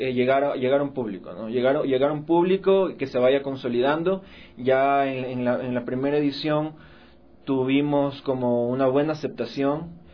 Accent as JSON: {"language": "Spanish", "town": "Guayaquil", "region": "Guayas", "country": "Ecuador", "moved": "yes", "lives_now": "Quito, Ecuador", "said": "al menos aquí en Quito. Yo soy de Guayaquil, ya tengo 10 años acá"}